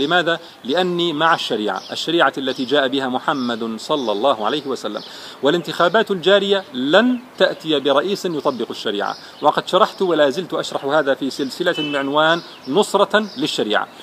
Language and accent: Arabic; Jordan; أنا لست مصريا، أنا أردني لكني زرت مصر مرارا وكثير من أصدقائي مصريون